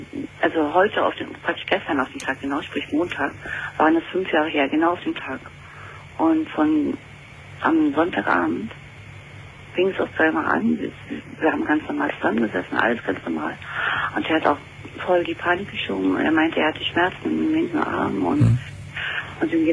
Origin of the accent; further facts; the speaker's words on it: Berlin, Germany; ich bin aus Berlin.